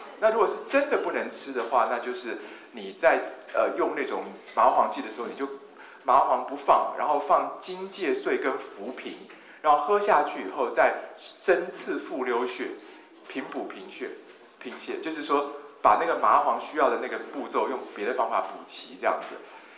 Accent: Taiwan; 比如说像我是台湾人，对不对？

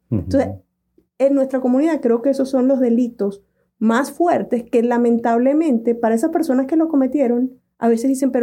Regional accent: Venezuela; En nuestros países, nosotros somos venezolanos.

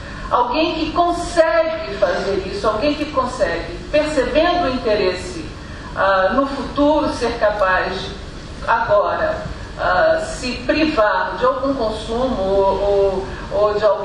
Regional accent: Brazil; eu, como brasileira, como vindo de um país que é pouquíssimo poupador

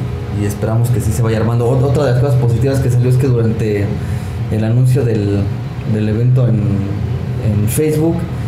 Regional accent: Mexico City, Mexico; Los que somos aquí de la Ciudad de México ya saben que está monstruoso.

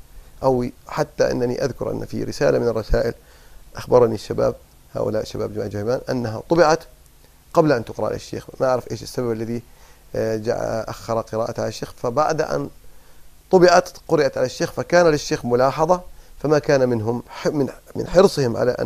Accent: Kuwait; حتى أنهم عندنا في الكويت حصلت مشاكل كثيرة

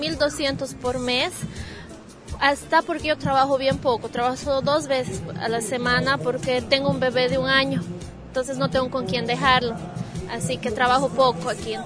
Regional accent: Sucre, Chuquisaca, Bolivia; now in Brazil; yo soy de Sucre, ¿no? Entonces una ciudad pequeña y allá estaba difícil conseguir trabajo. Y la segunda razón por la cual me he quedado ha sido porque me he casado también aquí y bueno, ya he echado raíces.

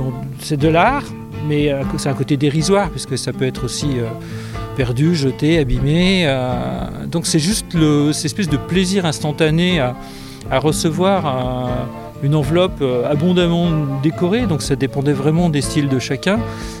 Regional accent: Héricourt, Bourgogne-Franche-Comté, France; Enfant, j'ai grandi en Haute-Saône, et dans une petite ville qui s'appelle Héricourt.

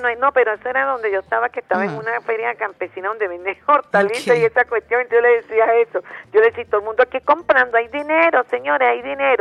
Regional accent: Venezuela; como venezolanos

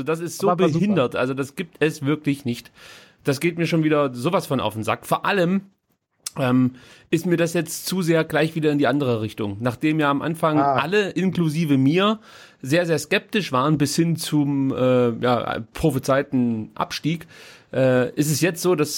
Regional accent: Stuttgart, Baden-Württemberg, Germany; so eine gewisse Skepsis bleibt einfach. Das hat man als Stuttgarter, glaube ich, an sich.

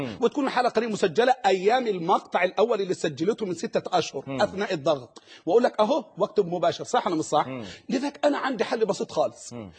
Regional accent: Egypt; وإحنا كلتنا أبناء مصر

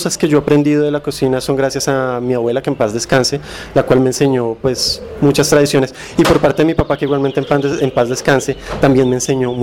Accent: Colombia; Es más como tradición colombiana o un arraigamiento mal formado colombiano, en el cual pues los hombres no nos desempeñamos en ese campo normalmente.

